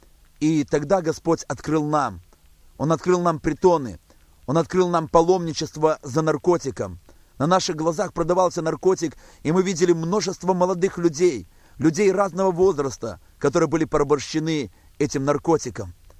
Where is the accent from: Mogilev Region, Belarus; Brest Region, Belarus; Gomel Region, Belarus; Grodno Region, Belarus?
Brest Region, Belarus; Baranavichy; мы возвратились в Белоруссию, мы возвратились в родной город, в город Барановичи, где проживаем на данный момент.